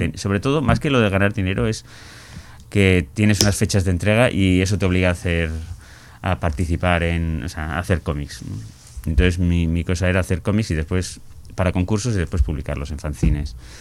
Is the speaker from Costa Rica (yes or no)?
no; Bilbao, Basque Country, Spain; also born or lived in Seville; Sí, estuve viviendo 14 años en Bilbao, de los 4 a los 18